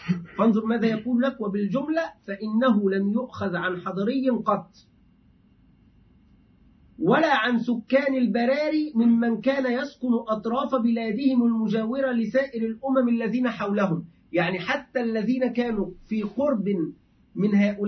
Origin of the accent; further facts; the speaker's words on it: Egypt; أهل مرسى مطروح عندنا في مصر